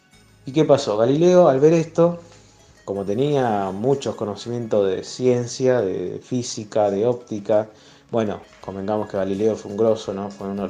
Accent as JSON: {"language": "Spanish", "town": "Rosario", "region": "Santa Fe", "country": "Argentina", "said": "de Rosario, en este caso seguimos con la columna de astronomía"}